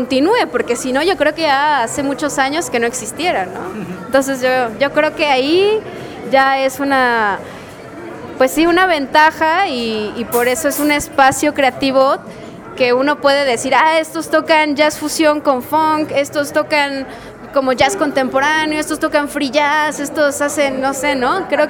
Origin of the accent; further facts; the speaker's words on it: Mexico; estamos diciendo, pues nosotros somos, pues, mexicanos, somos latinoamericanos, ¿no?